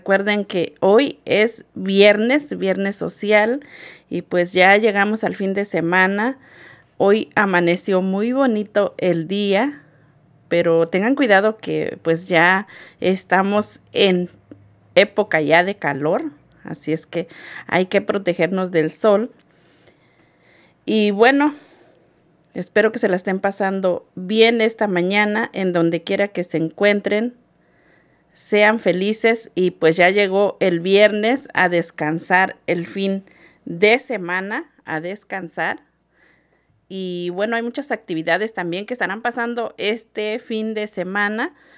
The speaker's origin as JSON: {"language": "Spanish", "country": "Mexico", "said": "yo soy de México y en México pues se acostumbra a festejar el santo y el cumpleaños"}